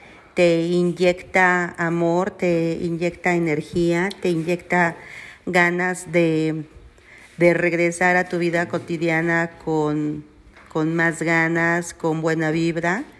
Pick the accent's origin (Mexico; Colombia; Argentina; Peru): Mexico; Mexico City; Soy prima hermana de Socorro y vengo de la Ciudad de México, a la tierra de mi madre, de mis abuelos